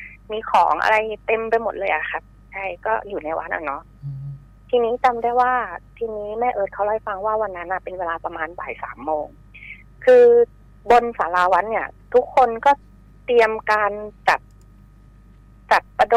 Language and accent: Thai; Bangkok, Thailand; เกิดขึ้นที่กรุงเทพนะคะบ้านอยู่ที่กรุงเทพแถวลาดพร้าว